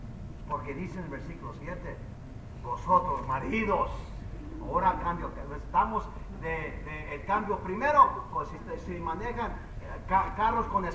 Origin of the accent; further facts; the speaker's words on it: Mexico; yo soy mexicano, yo sé lo que estoy hablando